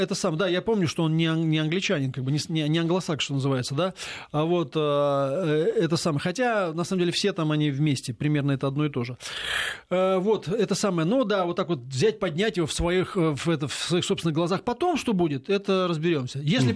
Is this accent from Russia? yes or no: yes; Moscow, Russia; так, как стопроцентный москаль, как бы, да, вот, это самое. Мало того, что русский, еще и москвич, как бы, коренной